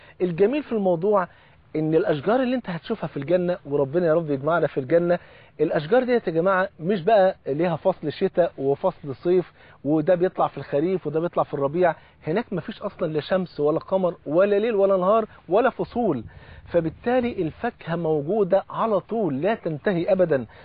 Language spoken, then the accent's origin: Arabic; Egypt; الفول عندنا في مصر فرض عين